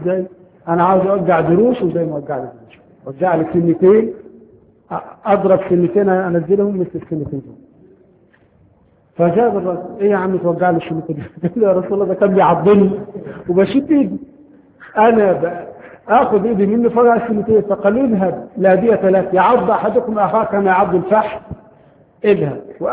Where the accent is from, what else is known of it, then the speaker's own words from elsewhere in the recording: Egypt; طبعا عندنا في مصر هذا القانون غير مطبق شرعا